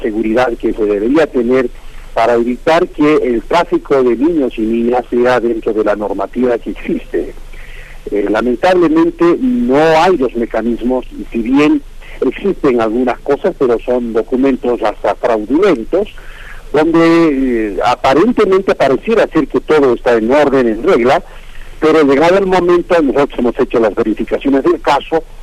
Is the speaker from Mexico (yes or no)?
no; Bolivia; nosotros como bolivianos acá a nivel del Estado y de la comunidad en su conjunto